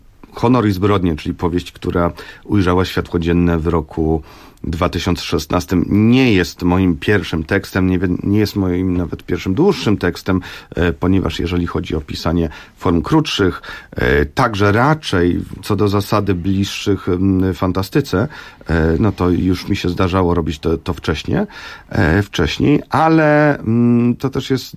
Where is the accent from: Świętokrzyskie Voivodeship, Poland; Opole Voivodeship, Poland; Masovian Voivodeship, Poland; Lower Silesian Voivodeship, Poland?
Masovian Voivodeship, Poland; Warsaw; części Warszawy, czy w owym czasie przedmieść Warszawy, zupełnych peryferii, w których tak się złożyło, że się urodziłem, dorastałem w tej okolicy